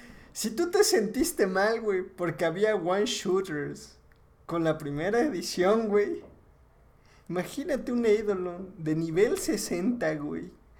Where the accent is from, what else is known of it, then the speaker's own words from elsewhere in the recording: Puebla, Mexico; pues mira, yo soy de Puebla, güey.